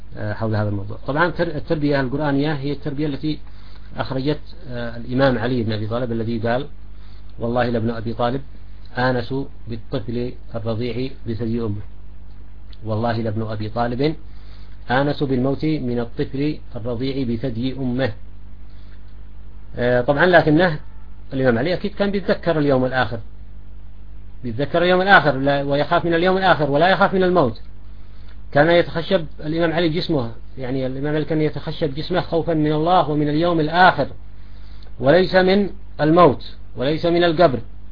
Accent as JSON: {"language": "Arabic", "town": "Sanaa", "region": "Amanat Al Asimah", "country": "Yemen", "said": "يعني في مثلا عندنا في صنعاء ناس بيجوا مثلا بلاطية"}